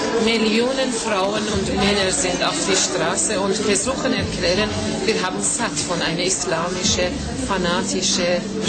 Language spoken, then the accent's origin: German; Iran; German is a second language; Also wir kommen aus dem Iran